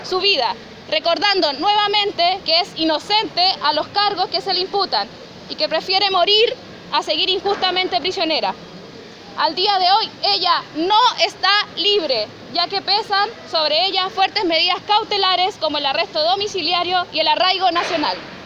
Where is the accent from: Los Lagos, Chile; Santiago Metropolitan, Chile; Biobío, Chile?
Biobío, Chile; Trapa Trapa; Trapatrapa los meu tuun, provengo de Trapatrapa.